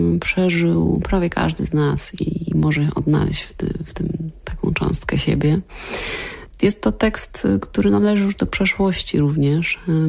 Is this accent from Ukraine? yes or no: no; Silesian Voivodeship, Poland; Ja jestem ze Śląska